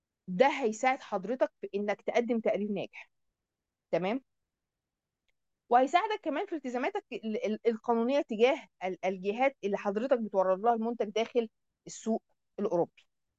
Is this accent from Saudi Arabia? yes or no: no; Egypt; وبالتالي بقى في عندنا في مصر الحمد لله جهه بتمنح الكلام ده